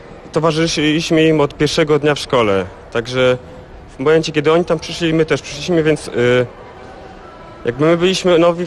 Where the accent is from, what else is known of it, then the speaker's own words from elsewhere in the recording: Łódź, Łódź Voivodeship, Poland; Tak jest, rodowity łodzianin.